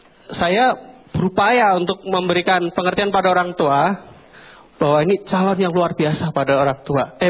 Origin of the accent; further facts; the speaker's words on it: Makassar, South Sulawesi, Indonesia; Saya Makassar, dari Makassar.